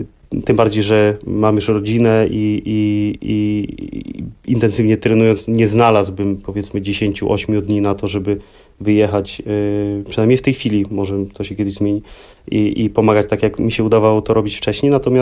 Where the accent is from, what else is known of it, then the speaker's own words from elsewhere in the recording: Sopot, Pomeranian Voivodeship, Poland; Dzięki temu, że jestem z Trójmiasta, z Sopotu.